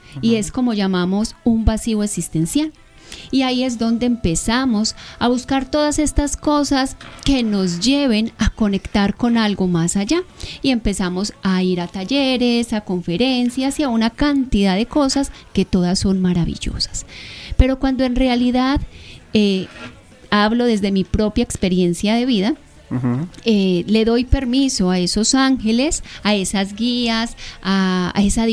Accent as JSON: {"language": "Spanish", "town": "Medellín", "region": "Antioquia", "country": "Colombia", "said": "Exactamente, sí, soy de Medellín."}